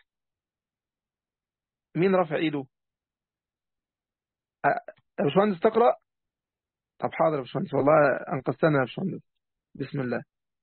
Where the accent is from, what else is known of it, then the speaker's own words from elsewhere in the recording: Egypt; عندنا في مصر